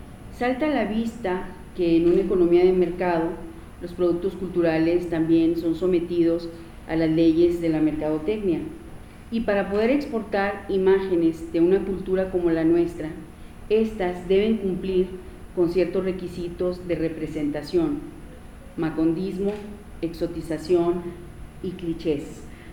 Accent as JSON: {"language": "Spanish", "town": "Manuel Benavides", "region": "Chihuahua", "country": "Mexico", "tie": "born there", "said": "nací en Manuel Benavides, un pueblo al este del estado de Chihuahua, ubicado río de por medio frente a Lajitas, Texas"}